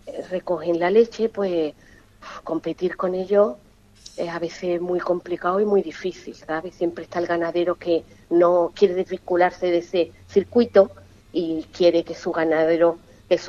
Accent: Ubrique, Andalusia, Spain; soy un clon de la Consejería de Turismo de Ubrique.

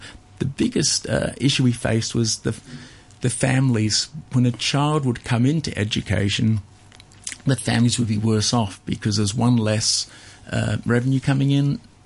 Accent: Australia; I grew up in Australia

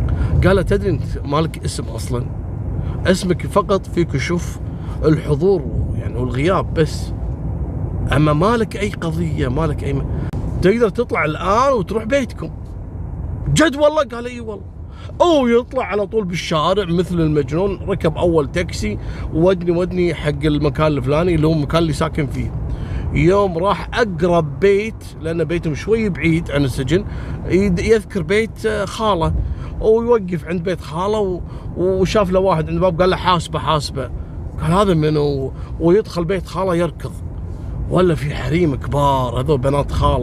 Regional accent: Kuwait; عندنا في الكويت

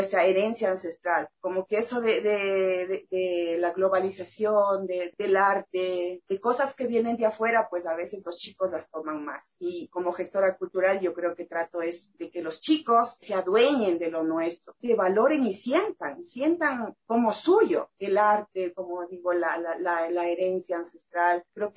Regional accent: Ecuador; lo que tenemos, el arte, la cultura que tenemos como ecuatorianos

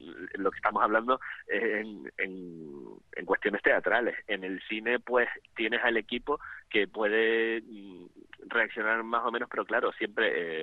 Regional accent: Gáldar, Canary Islands, Spain; haciendo teatro amateur en Galdar, que yo soy de Galdar

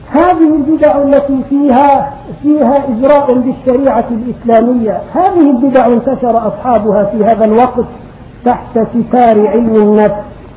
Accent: Egypt; وكم في بلادي مصر من صالحين

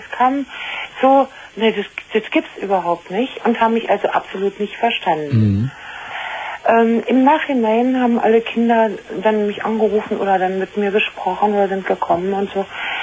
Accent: East Germany, Germany; moved away as an adult; now in Bavaria, Germany; Das heißt, also ich bin aus der ehemaligen ICDR nach Bayern gezogen.

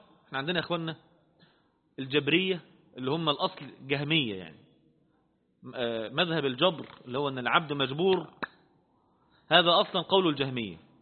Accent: Egypt; احنا كمصريين بفضل الله عز وجل

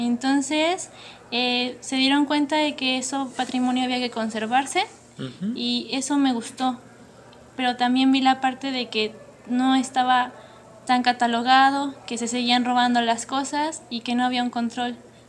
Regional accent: Mexico City, Mexico; Del Distrito Federal.

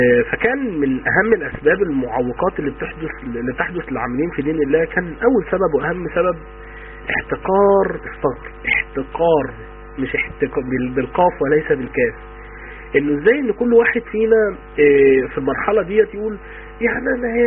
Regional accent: Egypt; احنا في بعد الثمانينات عندنا في مصر

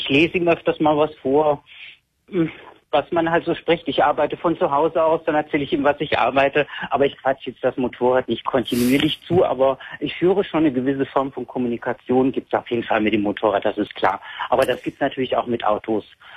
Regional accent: Berlin, Germany; Ich bin aus Berlin.

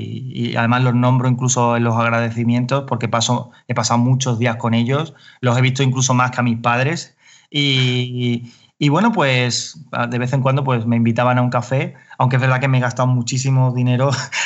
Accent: Carmona, Andalusia, Spain; Pero yo soy, yo vengo de Carmona

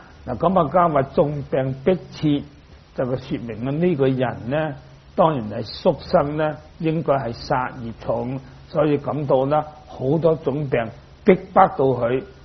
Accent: Dongguan, Guangdong, China; 我哋鄉下就好多魚塘嘅，咁我本身我係東莞人，咁啊東莞就好多魚塘嘅，條條村都有魚塘嘅。

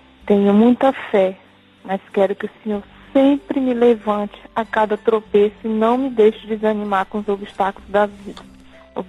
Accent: Cordeirópolis, São Paulo, Brazil; sou da cidade de Cordeirópolis, São Paulo.

